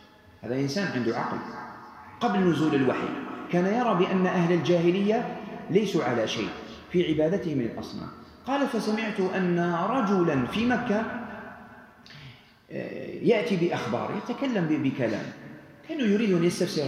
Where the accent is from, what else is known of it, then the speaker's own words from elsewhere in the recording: Algeria; أحتاج إلى معرفة تكوين الأسرة هنا عندنا في الجزائر والنسيج الاجتماعي الموجود في الجزائر